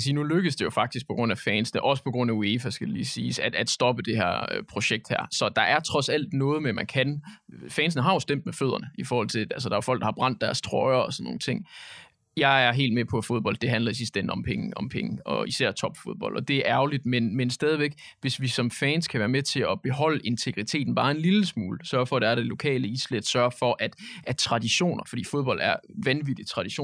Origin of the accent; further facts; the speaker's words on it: Silkeborg, Central Denmark Region, Denmark; fordi jeg kommer fra Silkeborg, og det er sådan, altså, sådan er det bare.